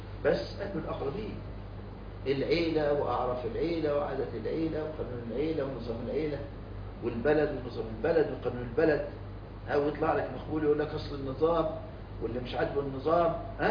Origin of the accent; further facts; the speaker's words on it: Egypt; عمل قانون اسمه قوانين الإيجار عندنا في مصر